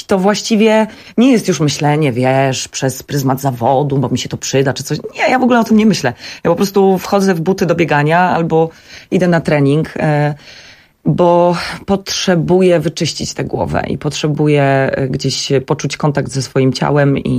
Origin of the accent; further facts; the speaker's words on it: Warmian-Masurian Voivodeship, Poland; jestem z Mazur, więc bardzo dużo zawsze pływałam